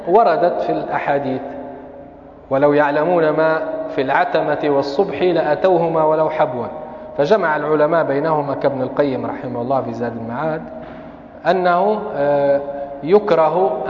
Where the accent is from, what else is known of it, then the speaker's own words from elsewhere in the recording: Tripoli, Tripoli District, Libya; الأوقات الأذان اللي عندنا في طرابلس من زمان